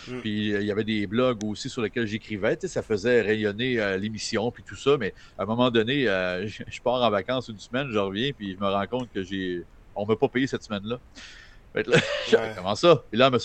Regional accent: Chicoutimi, Quebec, Canada; Ma mère est de Saint-Félicien, mon père de Robertval. J'ai grandi à Chicoutimi, mais toute ma famille, mes cousins, cousines, tout était à Robertval, Saint-Félicien, concentré là.

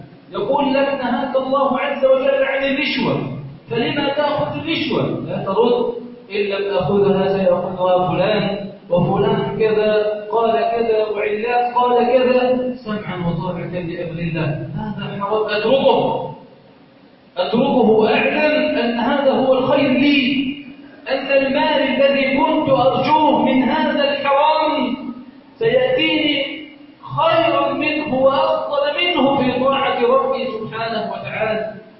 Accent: Egypt

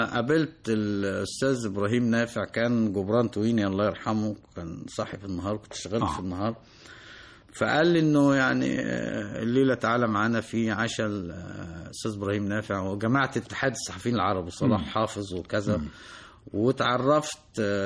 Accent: Egypt; أقول لهم أنا مصري وغريب بينكم ولا أنتمي لا لحركة ولا الميليشيا ولا أنتمي لا موارنة ولا شيعة ولا سنة

